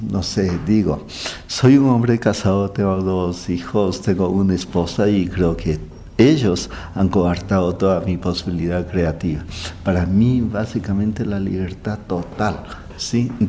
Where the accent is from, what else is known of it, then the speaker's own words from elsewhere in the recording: Ibarra, Imbabura, Ecuador; moved away as an adult; cuando yo emigré desde Ibarra, que es la ciudad natal, y vine a estudiar psicología clínica aquí.